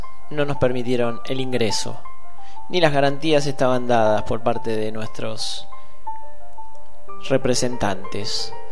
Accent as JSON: {"language": "Spanish", "town": "Andalgalá", "region": "Catamarca", "country": "Argentina", "said": "siendo argentinos, siendo catamarqueños o siendo andalgalenses."}